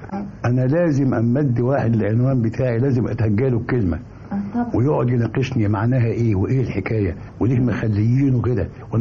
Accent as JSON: {"language": "Arabic", "town": "Mansoura", "region": "Dakahlia", "country": "Egypt", "said": "أنا من المنصورة"}